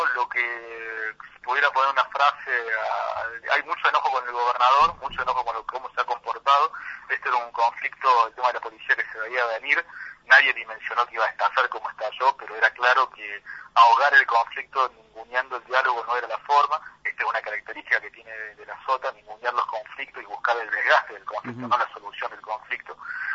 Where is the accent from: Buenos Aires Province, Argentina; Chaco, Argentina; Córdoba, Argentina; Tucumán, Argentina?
Córdoba, Argentina; lo que estamos viviendo lamentablemente como sociedad cordobesa